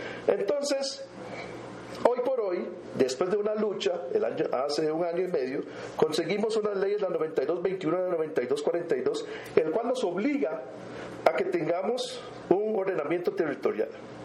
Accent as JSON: {"language": "Spanish", "country": "Costa Rica", "said": "como cualquier costarricense más de la meseta central"}